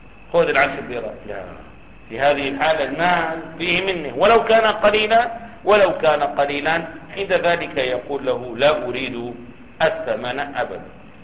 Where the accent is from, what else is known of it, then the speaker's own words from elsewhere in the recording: Damascus, Damascus Governorate, Syria; والله عندنا في دمشق 25 أو مجانا